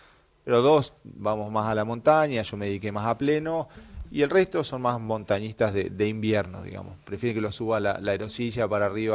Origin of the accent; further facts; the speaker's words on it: Bariloche, Río Negro, Argentina; also born or lived in Buenos Aires; yo nací en Buenos Aires, mis papás se fueron cuando yo tenía 4 años para la Patagonia, terminamos en Bariloche, pero somos 7 hermanos